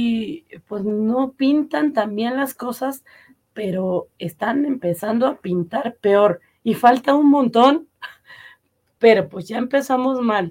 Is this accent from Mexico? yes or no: yes; Mexico; pues ahorita que México ya no está, pues como buenos mexicanos vamos a chismear